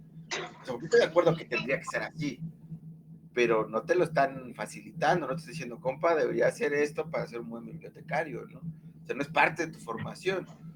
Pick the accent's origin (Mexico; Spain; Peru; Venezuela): Mexico; yo estoy pensando en la historia de México y digo, güey, o sea, la historia que yo estudié en mi país, que me dio el sistema, pues no explica nada